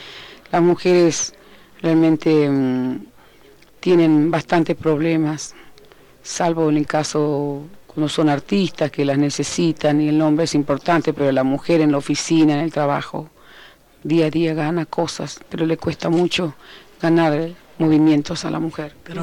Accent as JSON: {"language": "Spanish", "country": "Argentina", "said": "Yo vengo de Argentina, nunca me pasan un disco a mí y nunca me escuché por la radio en Argentina."}